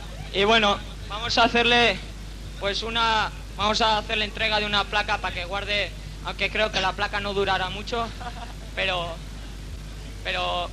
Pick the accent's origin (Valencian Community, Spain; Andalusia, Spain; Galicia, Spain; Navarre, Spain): Navarre, Spain; Pamplona; Sabéis que venimos de Pamplona, ¿no?